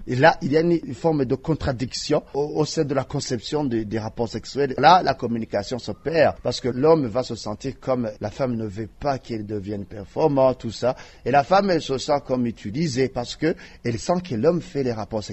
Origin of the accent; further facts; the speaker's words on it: Burundi; Chez nous, au Burundi, je dirais que la vitesse de propagation commence à être accélérée.